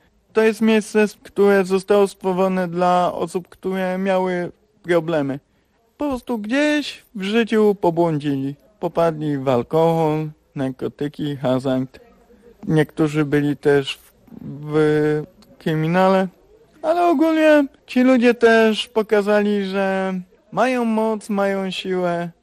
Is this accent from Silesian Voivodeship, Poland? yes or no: no; Szczecin, West Pomeranian Voivodeship, Poland; mam 35 lat i pochodzę ze Szczecina.